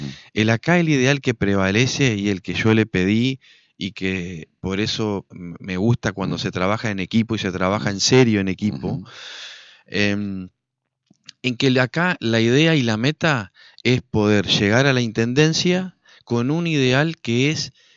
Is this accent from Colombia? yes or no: no; Argentina; yo, como muchos argentinos, creímos que era la avenida del medio y que era la moderación y que era la esperanza de la Argentina